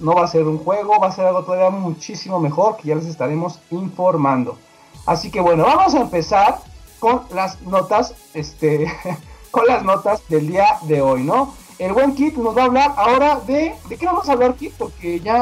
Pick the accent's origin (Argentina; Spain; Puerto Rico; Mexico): Mexico; yo en lo personal, como buen mexicano, ¿verdad?